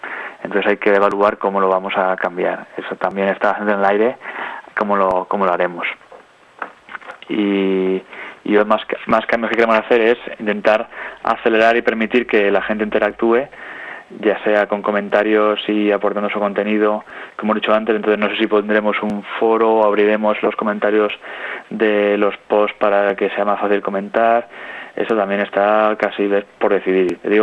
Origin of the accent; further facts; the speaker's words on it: Albacete, Castilla-La Mancha, Spain; Oye, pues yo qué sé, yo soy de Albacete, pues voy a ayudarlos porque me parece interesante.